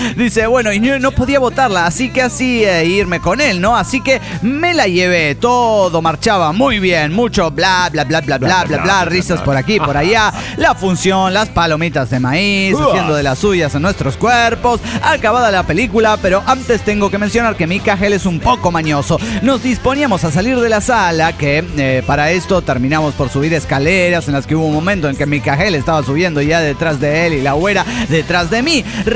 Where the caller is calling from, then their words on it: Mexico City, Mexico; soy el hijo de Tlaloc, de la antigua Tenochtitlan, México.